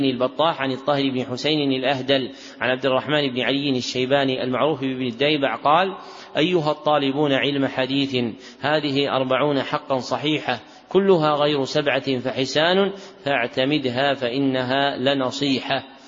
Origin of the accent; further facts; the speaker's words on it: Najd, Saudi Arabia; منهم من أهل بلدنا نجد